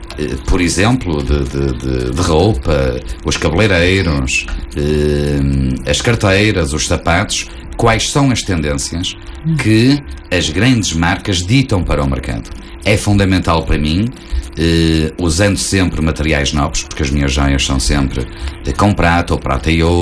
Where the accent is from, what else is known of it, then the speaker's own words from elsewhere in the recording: Portugal; Eu vivo em Gaia e, como eu costumo dizer, vivo em Gaia, sou português, europeu e do mundo.